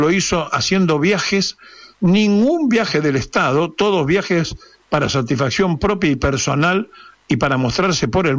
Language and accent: Spanish; Argentina; que somos sus integrantes, que somos los argentinos